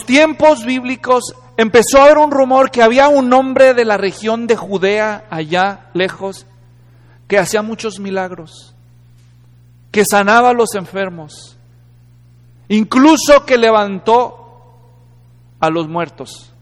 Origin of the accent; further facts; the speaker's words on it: Guadalajara, Jalisco, Mexico; born there; este lugar culturalmente importante en la ciudad de Guadalajara, donde yo nací